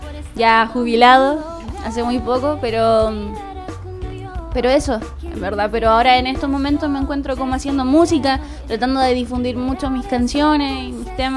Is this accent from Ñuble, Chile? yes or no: no; Santiago, Santiago Metropolitan Region, Chile; Ya soy de Santiago, de la comuna de Peñalolén.